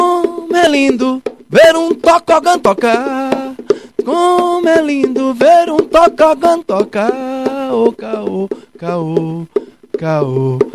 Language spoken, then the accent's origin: Portuguese; Belo Jardim, Pernambuco, Brazil; Na rádio da minha terra, lá em Belo Jardim, a Rádio Bituri